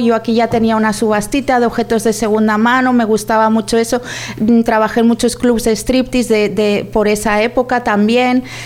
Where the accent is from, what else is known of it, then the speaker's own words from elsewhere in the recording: Valencia, Valencian Community, Spain; also born or lived in Foios; now in London, United Kingdom; yo soy de Valencia, pero también soy de Foios. Mis padres también vienen de Foios y bueno, pues tengo algunas raíces de allí también, de Foios y de Meliana.